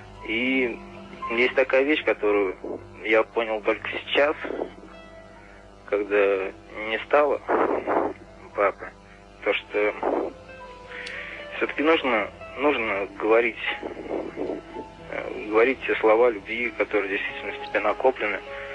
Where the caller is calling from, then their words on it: Saratov, Saratov Oblast, Russia; Я звоню вам из Саратова.